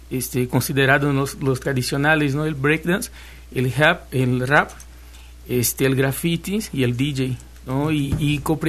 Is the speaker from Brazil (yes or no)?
yes; Recife, Pernambuco, Brazil; Spanish is a second language; now in Xalapa, Mexico; De Recife.